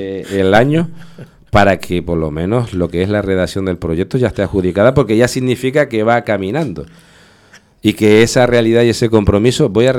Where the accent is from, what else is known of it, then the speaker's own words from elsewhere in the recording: San Juan de la Rambla, Canary Islands, Spain; haber sido alcalde de mi pueblo de San Juan de la Rambla.